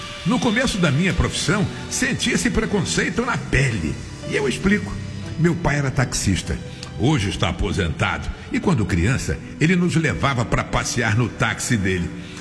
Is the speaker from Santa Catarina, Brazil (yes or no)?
no; Rio de Janeiro, Brazil; born there; moradora do Rio Comprido, bairro onde eu nasci.